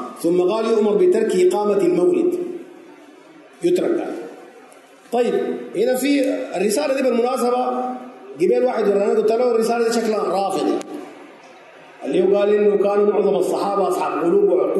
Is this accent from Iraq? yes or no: no; Sudan; زي عندنا في السودان يقول لك